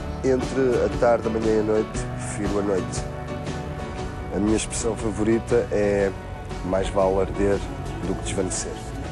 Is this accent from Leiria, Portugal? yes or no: yes; Marinha Grande, Leiria, Portugal; born there; Eu sou no Norte, tenho 33 anos e nasci na Marinha Grande.